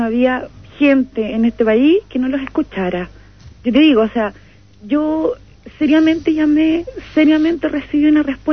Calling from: Talcahuano, Biobío, Chile; de Talcahuano.

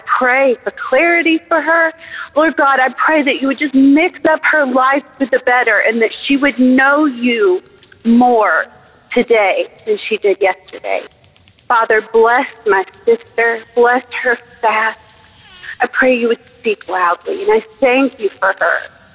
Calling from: Nashville, Tennessee, United States; from Nashville.

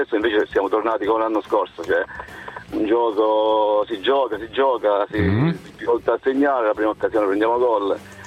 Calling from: Giulianova, Abruzzo, Italy; Siamo da Giulianova, provincia di Teramo.

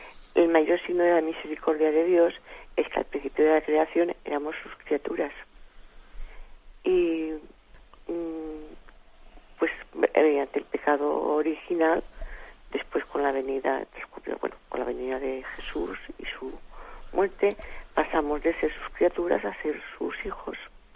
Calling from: Alicante, Valencian Community, Spain; de Alicante.

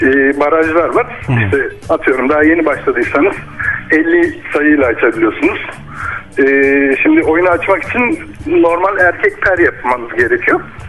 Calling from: Yaşamkent, Ankara, Turkey; ben Yaşamkent'ten.

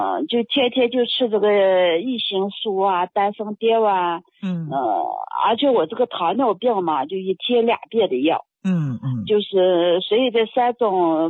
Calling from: Inner Mongolia, China; 内蒙的。内蒙的。

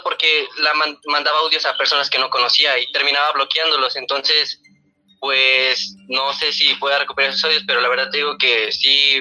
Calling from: Cuernavaca, Morelos, Mexico; de Cuernavaca.

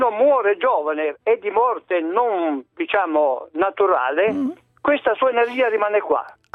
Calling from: Sanremo, Liguria, Italy; Ma non sono da Imola, sto telefonando da Sanremo.

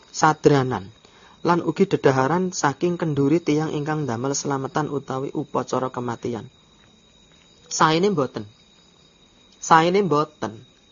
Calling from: Klaten, Central Java, Indonesia; Kula pamiyarsa saking Klaten badhe tanglet pripun hukumipun maem sedaya dedaharan

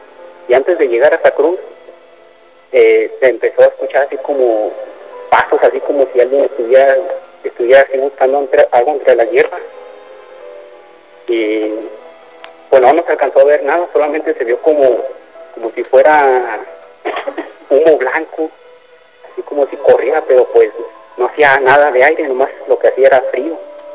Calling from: Mexico; Soy de acá de Infonavila Luz.

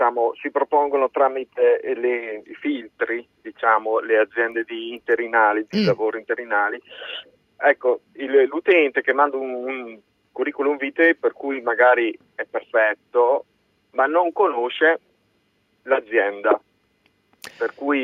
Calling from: Modena, Emilia-Romagna, Italy; Siamo da Modena.

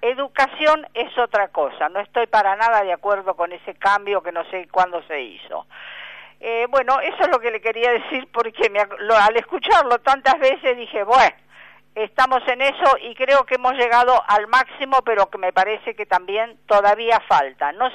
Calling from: Buenos Aires, Argentina; de San Telmo.

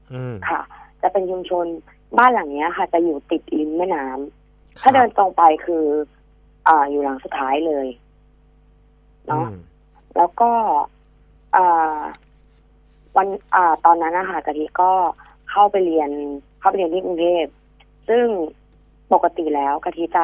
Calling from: Nakhon Pathom, Thailand

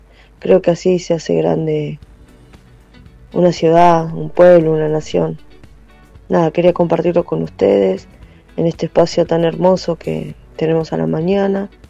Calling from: Quilmes, Buenos Aires Province, Argentina; de Quilmes.

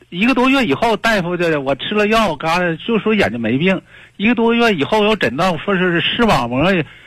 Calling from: Daqing, Heilongjiang, China; 哎呀，我是大庆的

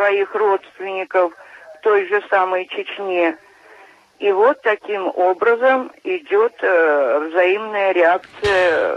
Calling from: Kazan, Tatarstan, Russia; Да, я из Казани.

